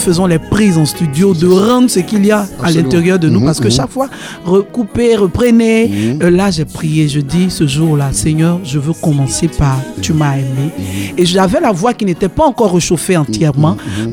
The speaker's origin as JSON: {"language": "French", "country": "Côte d’Ivoire", "said": "Donc moi je suis ivoirienne, je suis en Côte d'Ivoire."}